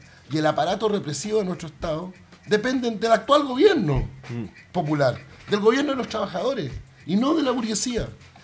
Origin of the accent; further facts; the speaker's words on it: Chile; Nosotros inauguramos como chilenos este tipo de reflexión.